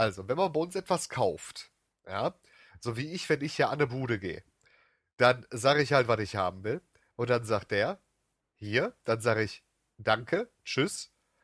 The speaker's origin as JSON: {"language": "German", "region": "North Rhine-Westphalia", "country": "Germany", "said": "Etwas zu tun haben oder etwas vorhaben unterscheidet man bei uns im Ruhrgebiet ganz klar."}